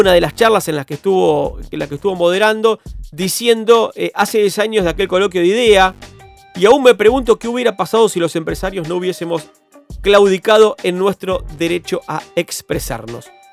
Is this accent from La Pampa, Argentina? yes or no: yes; Rivera, La Pampa, Argentina; de mi pueblo, en La Pampa, ascendió a la Liga A pampeana, así que estoy muy contento.